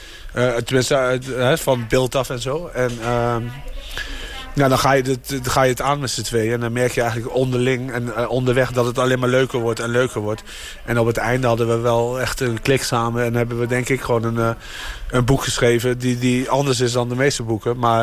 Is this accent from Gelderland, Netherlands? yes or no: yes; Arnhem, Gelderland, Netherlands; ik kom uit Arnhem